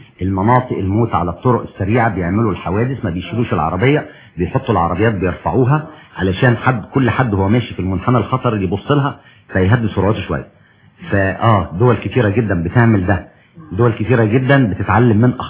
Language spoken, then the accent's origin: Arabic; Egypt; والله حضرتك احنا للاسف الشديد مشاكلنا في مصر بتتكرر